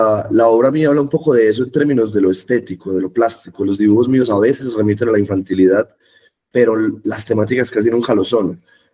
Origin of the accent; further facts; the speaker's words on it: Medellín, Antioquia, Colombia; Yo crecí toda la vida en Medellín, Lucas. Toda la vida. Mi familia es pues como tiene como ascendencia rural de Medellín, y mis papás son muy de Medellín, entonces yo he criado, pues crecí toda mi vida en Medellín realmente.